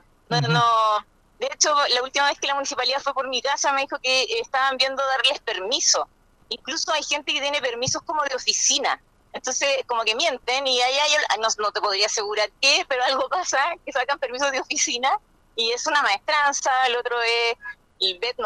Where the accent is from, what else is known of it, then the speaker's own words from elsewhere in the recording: Villa Alemana, Valparaíso, Chile; soy de Villa Alemana